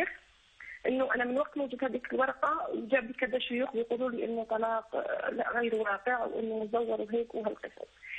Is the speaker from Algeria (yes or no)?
yes; Algeria; انا جزائريه في جامعه سعودي وعندي مع الاولاد.